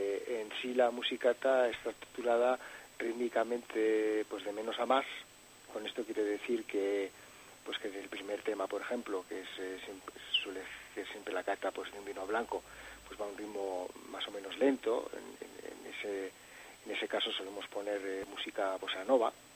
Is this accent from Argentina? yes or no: no; Catalonia, Spain; born there; Bueno, yo nací en Cataluña, ¿no? Mi padre es navarro